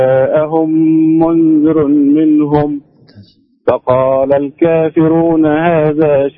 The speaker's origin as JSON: {"language": "Arabic", "country": "Egypt", "said": "مصري متابعكم"}